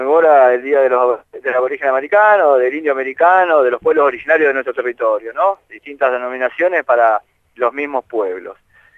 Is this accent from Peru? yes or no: no; Argentina; Y también es un triunfo para todo el pueblo argentino, que como argentinos nos parecía indigno